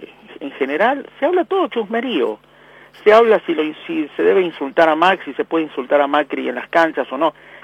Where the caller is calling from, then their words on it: Buenos Aires, Argentina; de Floresta.